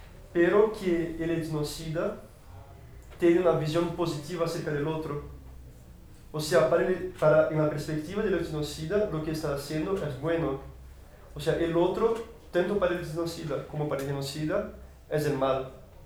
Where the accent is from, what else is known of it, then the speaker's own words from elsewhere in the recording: Brazil; Spanish is a second language; bueno, yo soy de Brasil, ¿no?